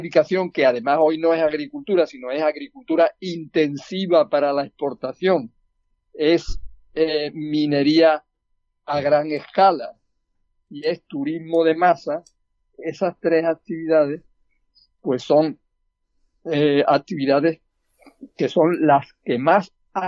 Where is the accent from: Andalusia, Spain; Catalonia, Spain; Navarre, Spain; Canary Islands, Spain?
Andalusia, Spain; como andaluz me preocupa también que estemos aquí terminando con esa fuente de la vida que es el agua